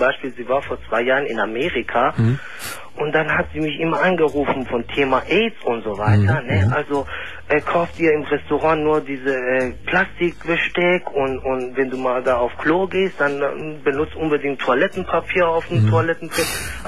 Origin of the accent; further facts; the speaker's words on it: Iran; now in Germany; Ja, und zwar bei mir ist das so, ich komme aus dem Iran.